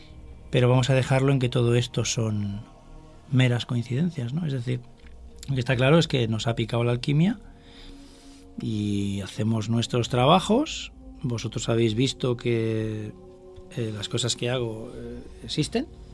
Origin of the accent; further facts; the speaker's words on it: Catalonia, Spain; Y claro, somos de Barcelona, de la provincia de Barcelona.